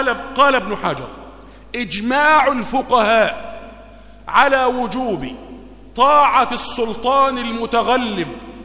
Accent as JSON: {"language": "Arabic", "country": "Egypt", "said": "وهو اللي روايته عندنا في مصر هنا"}